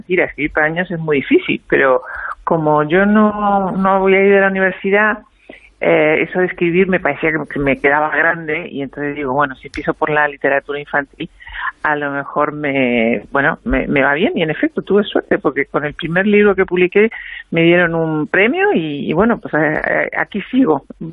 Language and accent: Spanish; Uruguay; now in Spain; siempre digo que soy uruguaya, estoy muy orgullosa de serlo, pero en fin, soy... Digamos que una española de ida y vuelta.